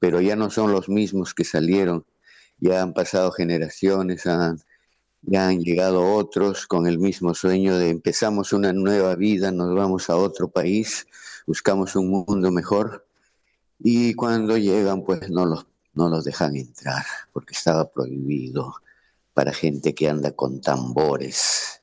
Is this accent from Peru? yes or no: yes; Peru; peruano, de paso por aquí, por Argentina, y ya de Buenos Aires de regreso a Lima